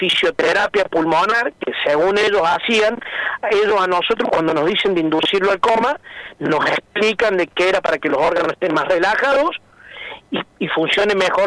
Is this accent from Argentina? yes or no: yes; Villa Carlos Paz, Córdoba, Argentina; nosotros somos acá de Carlos Paz